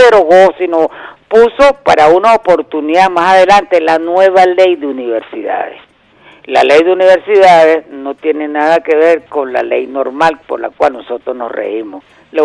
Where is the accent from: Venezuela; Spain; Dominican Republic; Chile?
Venezuela; lo que nosotros tenemos que ver como venezolanos